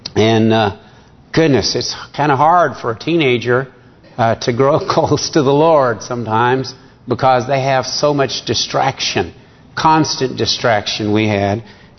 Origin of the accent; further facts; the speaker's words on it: Rogers, Arkansas, United States; Well, I grew up in Rogers. I said I was out here. At the age of seven, Mom had remarried. And so we moved to Rogers.